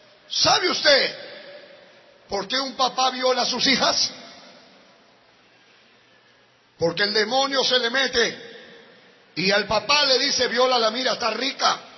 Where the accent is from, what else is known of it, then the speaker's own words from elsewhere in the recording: Lima, Peru; born there; Hermanos, yo soy peruano, como usted, como cualquier hermano que está acá. Yo nací en Lima y quise prosperar y quise salir adelante.